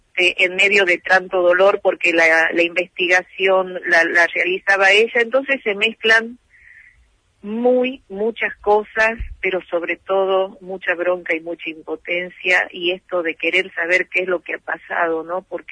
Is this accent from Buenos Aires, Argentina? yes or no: no; Tucumán, Argentina; como tucumana, como madre, me siento muy dolida, y en cuanto vuelva a llegar a mi provincia